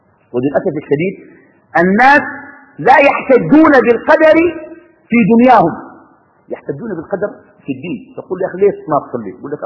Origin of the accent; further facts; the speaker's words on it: Sudan; now in Qatar; كتب الله قبل خلق السماوات والأرض أني في قطر وأنا من السودان في القاعة